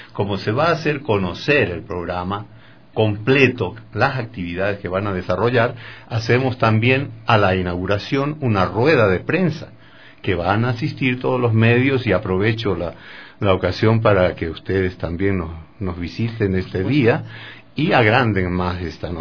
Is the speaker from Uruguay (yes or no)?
no; Chile; now in Ecuador; a mí me aceptaron siendo chileno, ¿no?